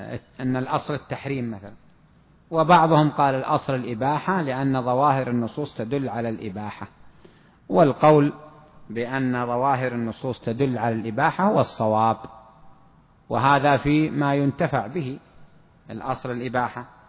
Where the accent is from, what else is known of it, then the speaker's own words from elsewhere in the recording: Saudi Arabia; عندنا في السعودية هنا معناه بعتك بألف ريال